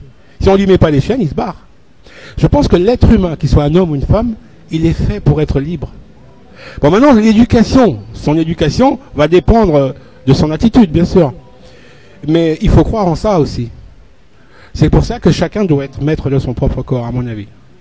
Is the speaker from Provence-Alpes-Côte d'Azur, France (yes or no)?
yes; Marseille, Provence-Alpes-Côte d'Azur, France; born there; en tant qu'homme noir, je suis français, je suis né à Marseille, mais je suis un homme noir.